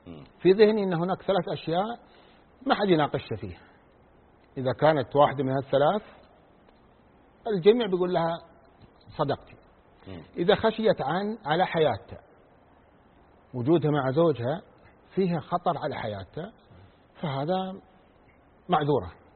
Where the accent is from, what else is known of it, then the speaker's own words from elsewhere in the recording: Saudi Arabia; عندنا في المملكة العربية السعودية حالات الطلاق تزيد عن 50,000